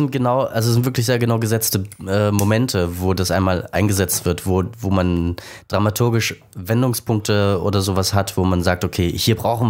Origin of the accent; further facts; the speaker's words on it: Saxony, Germany; Ich bin in Sachsen groß geworden.